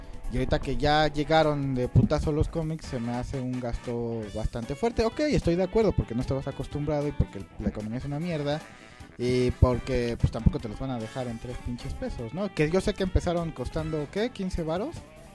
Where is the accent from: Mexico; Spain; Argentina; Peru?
Mexico; porque también soy mexicano.